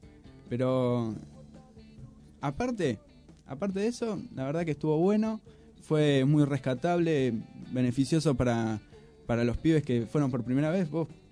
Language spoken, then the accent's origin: Spanish; Moreno, Buenos Aires Province, Argentina; La verdad que somos un montón y que pibes que no nos conocemos y somos de Moreno.